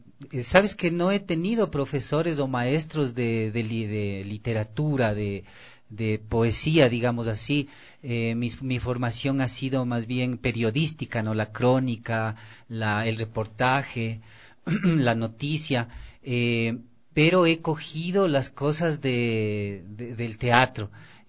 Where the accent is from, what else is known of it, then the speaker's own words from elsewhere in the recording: Quito, Pichincha, Ecuador; los racistas que somos los quiteños